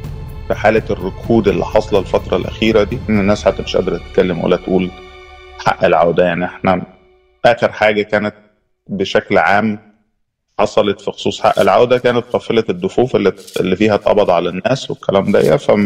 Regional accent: Egypt; احنا ناس نوبي، احنا النوبيين يعني بنحتفي بالتراث والثقافة بتاعتنا

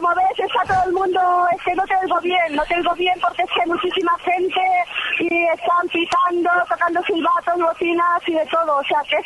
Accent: Móstoles, Community of Madrid, Spain; La verdad es que yo soy de Móstoles, como te ha dicho tu compañera

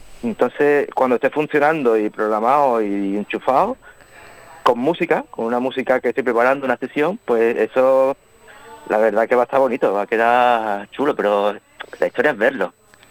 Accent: Vélez-Málaga, Andalusia, Spain; en el Centro de Arte Contemporáneo de Vélez Málaga, aquí en mi pueblo

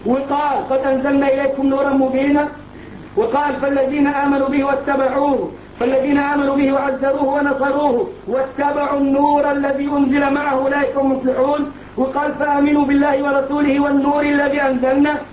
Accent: Egypt; ولا زي الراجل عندنا في مصر يقول لك النبي يعلم الساعة

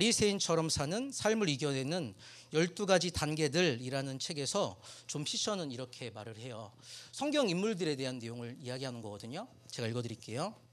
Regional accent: South Korea; 제가 한국 사람이고 교회를 다녀요. 그리스도인이에요. 예수님을 믿어요.

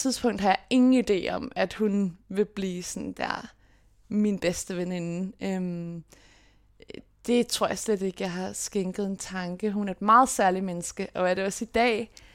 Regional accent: Copenhagen, Capital Region, Denmark; jeg er født og opvokset på Vesterbro / Valby, fordi at mine forældre har de første år af mit liv boet på et familiekollegie, der ligger lige på grænsen af Valby og Vesterbro. Så det er lige der ved Carlsberg.

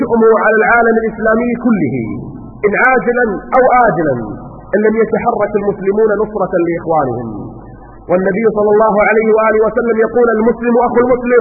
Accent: Kuwait; الجمعيات واللجان عندنا في الكويت

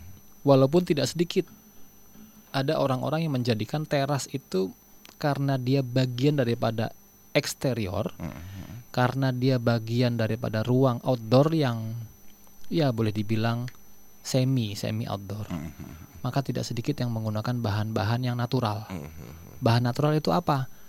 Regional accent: Pekalongan, Central Java, Indonesia; Kalau di daerah, saya, istri saya Solo, saya asli Pekalongan.

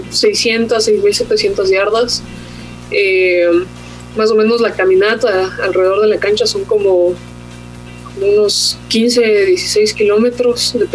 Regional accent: Ecuador; primera y única ecuatoriana que he jugado en este circuito, y realmente me siento muy orgullosa de poder traer la bandera de mi país

